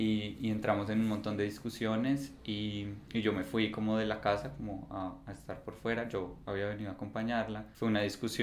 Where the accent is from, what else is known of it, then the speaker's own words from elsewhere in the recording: Bogotá, Colombia; mi mamá es de Río Negro y la de mi papá es de acá de Medellín y yo nací en Bogotá y vivíamos allá.